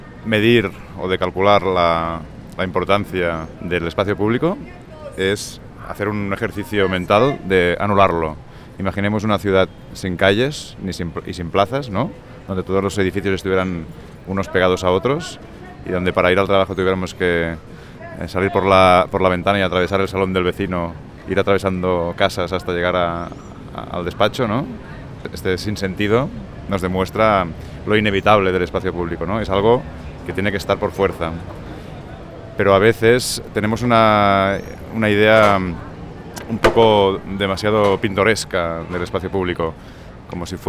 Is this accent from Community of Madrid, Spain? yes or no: no; Barcelona, Catalonia, Spain; soy arquitecto de Barcelona.